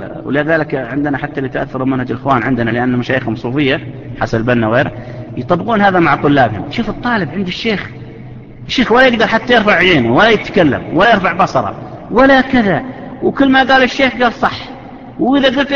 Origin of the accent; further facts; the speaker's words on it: Saudi Arabia; وحنا تعرفون احنا يا سعودية هذا الوزراء ما احنا زين اخواننا الاماراتيين والعمانيين ما شاء الله عليهم